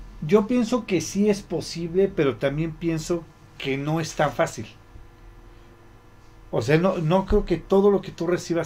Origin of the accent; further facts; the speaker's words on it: Mexico; nosotros como mexicanos, no sé si en todo el mundo, pero por ejemplo como mexicanos, siempre tenemos esa creencia